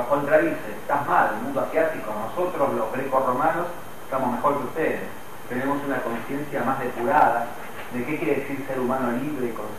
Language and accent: Spanish; Argentina; Ahora, eso está negado en el sentido que digo, no soy yo griego, soy un argentino del siglo XXI.